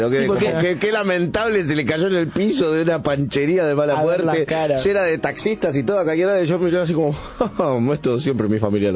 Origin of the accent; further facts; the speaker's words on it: Italy; yo, pero... como italiano, tuve que votar. No sé si voté.